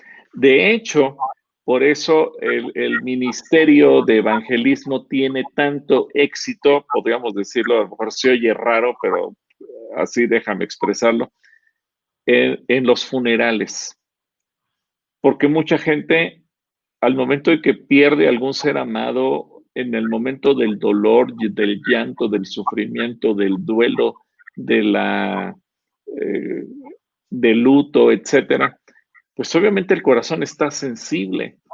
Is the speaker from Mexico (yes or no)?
yes; Mexico; si nos comparamos como pueblo mexicano